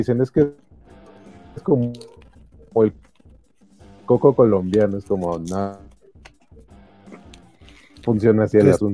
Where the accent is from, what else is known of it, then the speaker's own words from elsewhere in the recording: Mexico; pues así somos los mexicanos